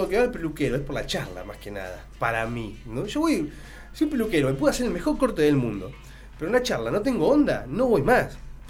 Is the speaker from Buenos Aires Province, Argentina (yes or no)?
yes; Pergamino, Buenos Aires Province, Argentina; Yo soy de Pergamino.